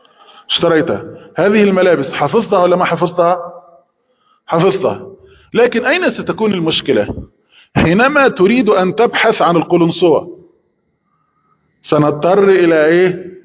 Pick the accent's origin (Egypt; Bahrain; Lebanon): Egypt; صندوق نسميه عندنا في مصر دولاب